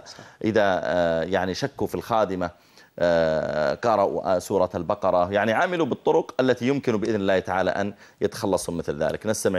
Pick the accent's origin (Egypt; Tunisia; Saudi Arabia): Saudi Arabia; هذا سمي عندنا في السعودية مسيار